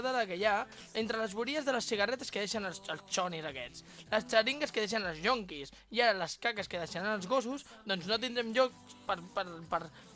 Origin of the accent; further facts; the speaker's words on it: Badalona, Catalonia, Spain; De Badalona.